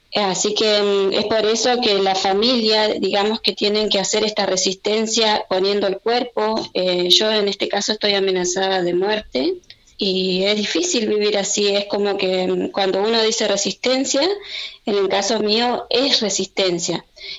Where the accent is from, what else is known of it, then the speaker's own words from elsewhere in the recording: Río Negro, Argentina; está ubicada en la naciente del río Chubut. Si bien es la naciente del río Chubut, pertenece a la provincia de Río Negro.